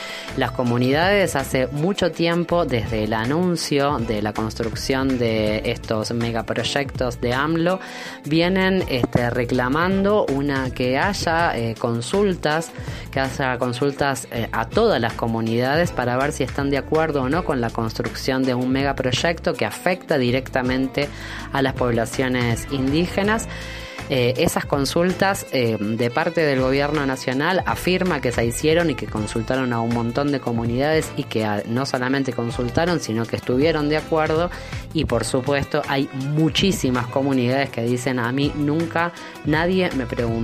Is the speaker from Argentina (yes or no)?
yes; Argentina; porque me conmueve especialmente a mí porque soy argentina